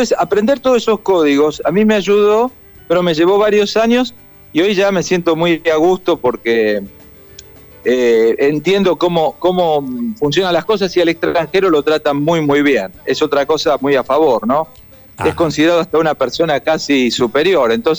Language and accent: Spanish; Argentina; Tengo 6 ciudadanos de la Comunidad Europea, soy argentino y tengo hondureño por naturalización.